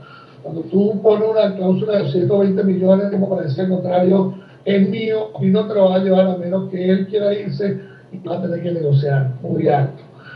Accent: Uruguay; born there; soy uruguayo de nacimiento

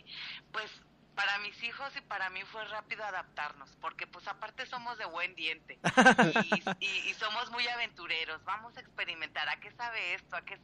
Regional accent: Mexico; now in El Paso, United States; cuando nos fuimos de México a El Paso, que es frontera con México

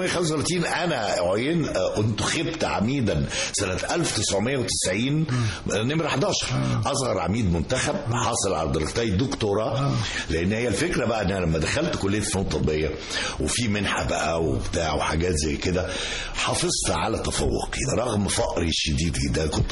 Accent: Asyut, Asyut Governorate, Egypt; يعني انا من اسيوط

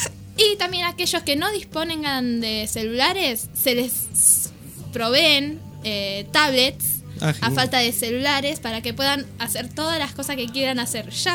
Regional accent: Argentina; Y nosotros, como buenos argentinos, festejando la primavera

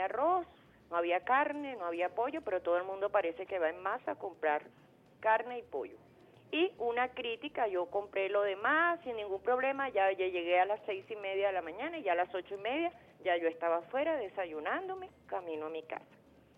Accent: Venezuela; como venezolana, que viva Venezuela, me siento orgullosísima de mi país

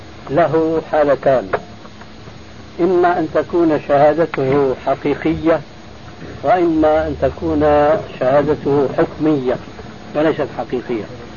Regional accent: Syria; كما يقول عندنا في الشام قشرة بصله

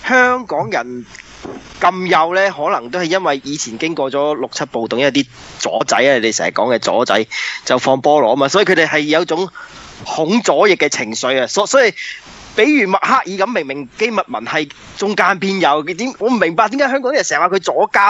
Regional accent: United Kingdom; 即係我作為一個英國人嚟講，即係覺得好奇怪咯

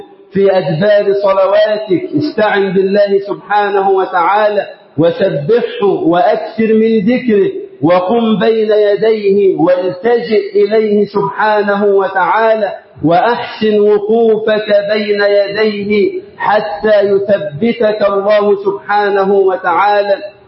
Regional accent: Egypt; اللهم اجعل بلدنا مصر أمنا أمانا

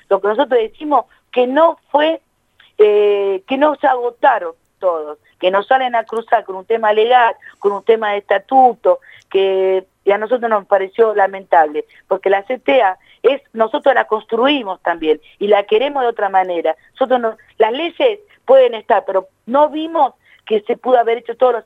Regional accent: La Matanza, Buenos Aires Province, Argentina; yo que soy del oeste, soy de La Matanza

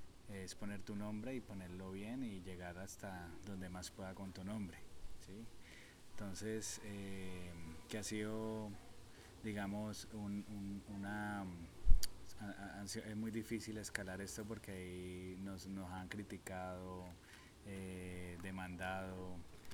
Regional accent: Antioquia, Colombia; Y todo inicia en la Comuna 13, de donde soy, ¿sí?

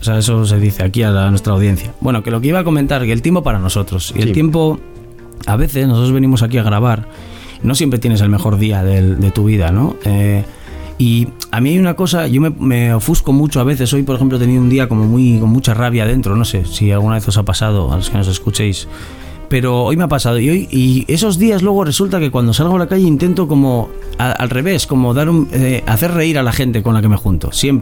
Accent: Castile and León, Spain; Entonces yo busco el viaje de Bilbao a Aranda, que está cerca de mi pueblo.

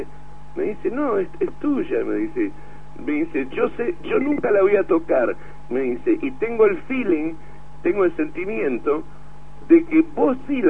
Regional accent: Argentina; yo le cuento que yo soy un violero argentina

